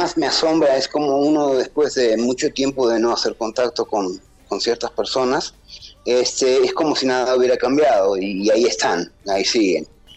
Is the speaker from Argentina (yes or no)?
yes; Argentina; aparte de decir que nací en Argentina y que soy argentino hasta el día de la fecha.